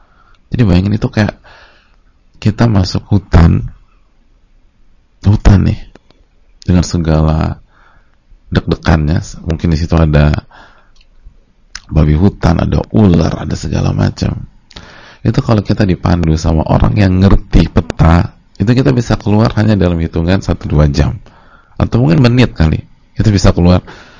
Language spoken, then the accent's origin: Indonesian; Jakarta, Indonesia; Kita aja orang Jakarta, lahir di Jakarta, itu udah masih sering nyasarnya.